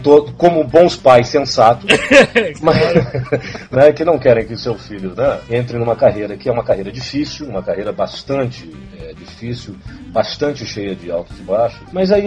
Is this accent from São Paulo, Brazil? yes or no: yes; São Paulo, Brazil; now in Rio de Janeiro, Brazil; eu sou paulistano, mas assim, eu estava... Não, eu era engraçado, né? Porque eu tô há tanto tempo no Rio de Janeiro que a gente até esquece.